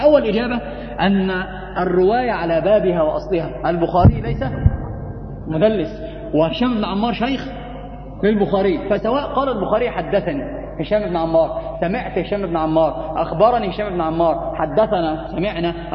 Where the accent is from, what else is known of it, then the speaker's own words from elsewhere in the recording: Egypt; يعني حتى عندنا في مصر لما أحد يخطأ